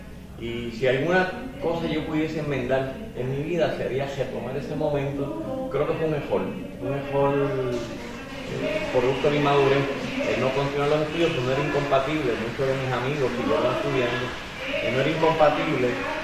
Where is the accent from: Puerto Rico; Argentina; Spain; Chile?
Puerto Rico; Orocovi; also born or lived in Río Piedras; yo muy jovencito salí de Orocovi, vine a estudiar a Río Piedras, a la Escuela Vilamayo, y mi familia se traslada de Orocovi a Río Piedras